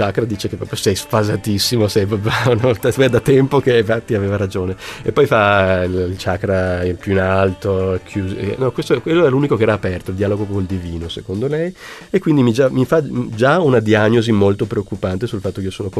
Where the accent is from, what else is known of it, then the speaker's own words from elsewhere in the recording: Switzerland; born there; io sono nato in Svizzera e quindi non sono stato neanche battezzato, e sono cresciuto sempre con un convinto sano ateismo.